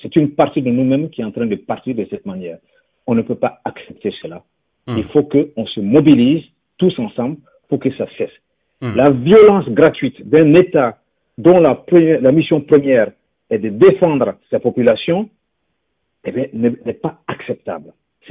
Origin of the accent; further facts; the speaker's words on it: Burkina Faso; C'est tout ce qu'on a connu au Burkina Faso. En tant que Burkinabé, ce que nous avons connu, c'était cela.